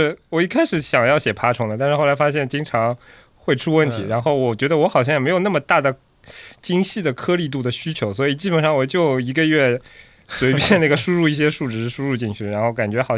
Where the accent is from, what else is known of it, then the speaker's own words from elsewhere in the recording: Shanghai, China; 但在上海其实很难做到土生土长，因为我应该也都是爷爷奶奶外婆这一辈从宁波移居过来、嗯、所以说我感觉做不到土生土长嘛，至少我的饮食习惯啊以及其他一些生活习惯其实更偏向浙江那块吧。